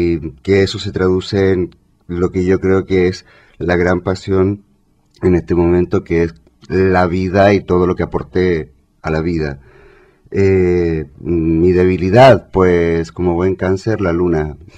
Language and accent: Spanish; Chile; moved away as an adult; now in Spain; Yo lo descubrí en Chile, soy chileno, llegué aquí a España hace, bueno, ahora chileno-español, llegué a España hace más de 9 años ya.